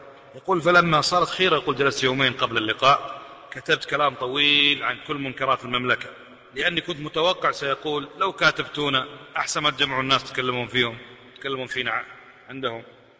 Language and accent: Arabic; Kuwait; وإحنا بصفتنا من أهل الكويت شوي جريئين